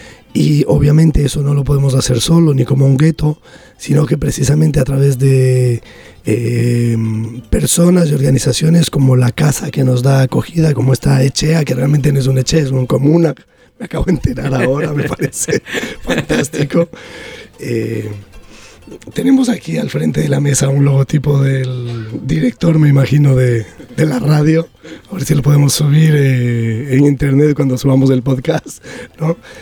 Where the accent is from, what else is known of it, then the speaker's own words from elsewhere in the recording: Ecuador; En mi caso, por ejemplo, yo soy de Ecuador, donde ahora mismo la situación está muy complicada.